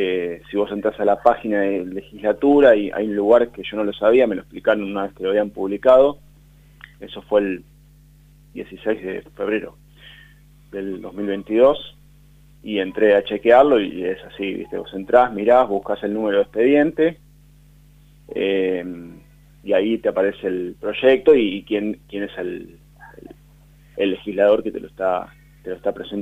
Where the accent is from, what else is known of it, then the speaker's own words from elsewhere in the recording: Buenos Aires, Argentina; nosotros venimos por otro lado, somos de Villurquiza